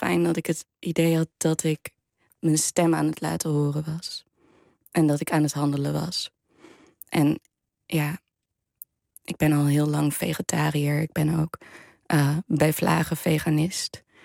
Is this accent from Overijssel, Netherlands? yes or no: no; Almere, Flevoland, Netherlands; ik kom uit Flevoland, uit Almere